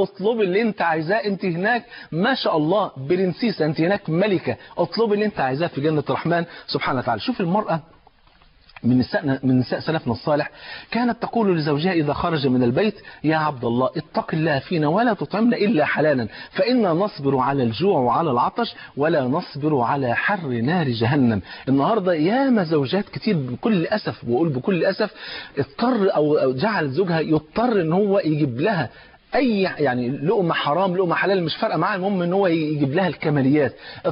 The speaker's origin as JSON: {"language": "Arabic", "country": "Egypt", "said": "زي ما بيقولوا في المثل المصري عندنا في مصر يقولوا ايه"}